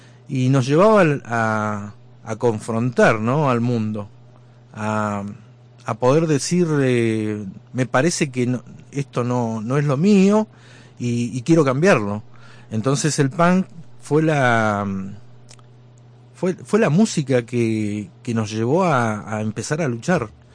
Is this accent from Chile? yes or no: no; Bariloche, Río Negro, Argentina; éramos hijos de obreros en los barrios altos barilochenses. Precisamente yo soy del San Seferino, el glorioso San Seferino.